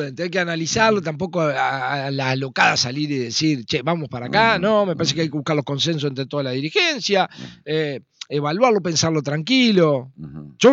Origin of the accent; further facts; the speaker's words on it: Argentina; nosotros como argentinos y como sociedad vamos a ir viviendo mucho mejor